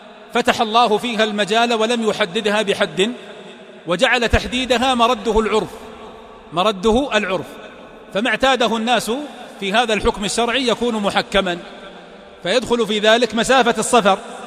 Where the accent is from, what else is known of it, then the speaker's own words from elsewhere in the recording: Riyadh, Riyadh Province, Saudi Arabia; الدرايش، النوافذ قصدي، الدرايش هذه عندنا في الرياض